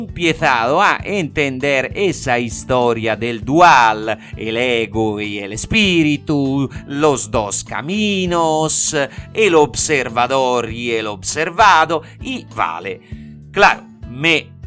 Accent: Italy; Spanish is a second language; el Italiano

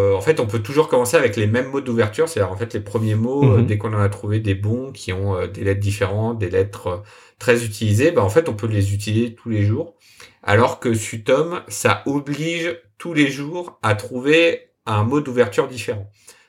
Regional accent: France; C'était donc pour replacer un peu, donc début janvier, Wordle commençait à arriver chez nous en France.

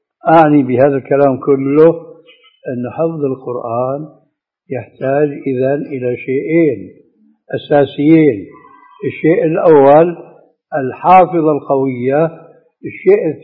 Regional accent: Syria; النعل الصرارة موجودة، كانت إلى عهد قريب عندنا في سوريا للرجال

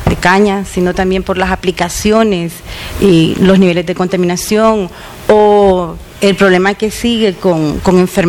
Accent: El Salvador; Pero la verdad es de que también soy salvadoreña

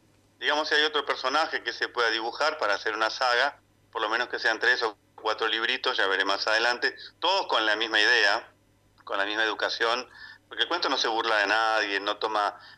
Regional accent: Argentina; soy el primer argentino en querer comunicar y mandar un buen mensaje a todos

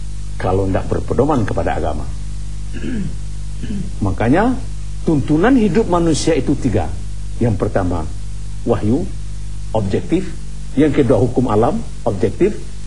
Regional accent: West Sumatra, Indonesia; Saya ini kan orang Minangkabau. Orang Indonesia.

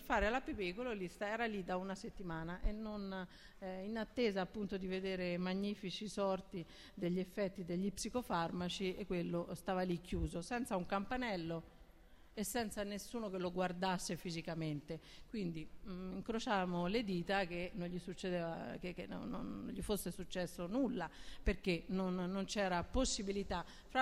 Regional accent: Tuscany, Italy; io che sono toscana

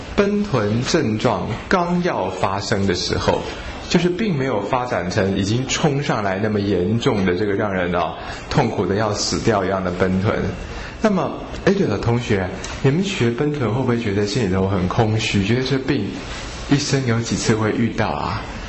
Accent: Hong Kong; 我们香港人呢俗话有一句叫做趁你需要你命啊

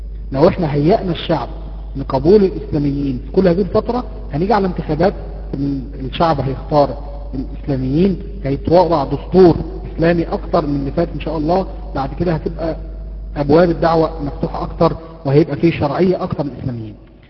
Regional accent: Mansoura, Dakahlia, Egypt; عندنا في المنصوره

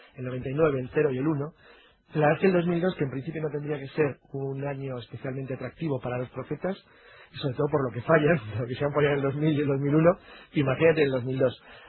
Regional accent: Cantabria, Spain; Tengo un 25% de etano, como Jesús. Pero vamos, básicamente soy cántabro.

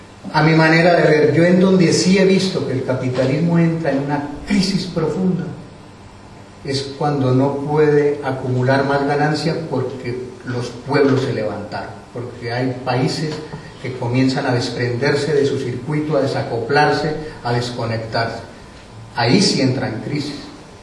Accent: Colombia; Y si a nosotros como colombianos nos preguntan que si queremos democracia, paz, derechos humanos

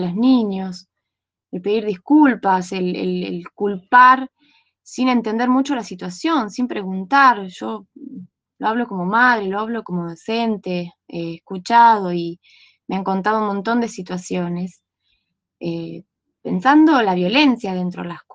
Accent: Las Lajas, Neuquén, Argentina; de Las Lajas, provincia de Neuquén.

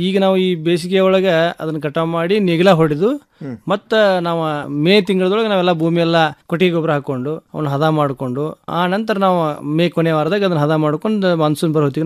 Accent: Kurubagatti, Karnataka, India; ನಮ್ಮದು ಊರು ಕುರುಬಗಟ್ಟಿ ಗ್ರಾಮ ರೀ, ಧಾರವಾಡ ತಾಲೂಕಿನೊಳಗೆ ಕುರುಬಗಟ್ಟಿ ಗ್ರಾಮ.

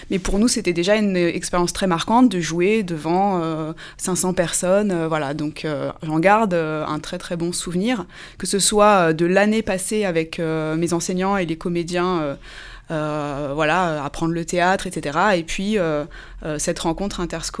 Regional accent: Cergy, Île-de-France, France; je suis une enfant du pays. Mmh. J'ai grandi à Cergy. J'ai été élève au Laris, puis au Collège des Touleuses, puis au lycée Alfred Kessler.

